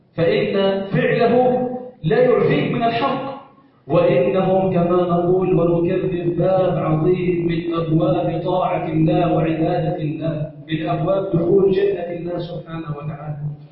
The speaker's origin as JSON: {"language": "Arabic", "country": "Egypt", "said": "اللهم إنا نسألك أن تجعل بلدنا مصر سخاء رخاء"}